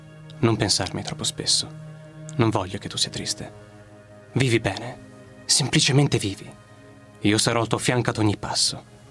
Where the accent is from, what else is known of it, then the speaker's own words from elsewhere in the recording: Rimini, Emilia-Romagna, Italy; vengo da Rimini e ho 29 anni.